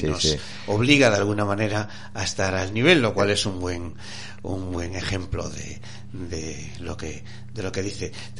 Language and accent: Spanish; Porriño, Galicia, Spain; En mi pueblo, Porriño, supongo que lo sabes porque tú has vivido allí.